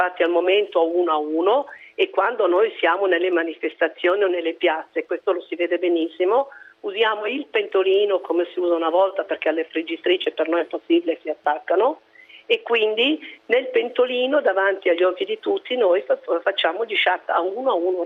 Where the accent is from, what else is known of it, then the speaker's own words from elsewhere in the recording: Sondrio, Lombardy, Italy; now in Milan, Italy; Io sono valtellinese, sono nata a Sondrio e sono a Milano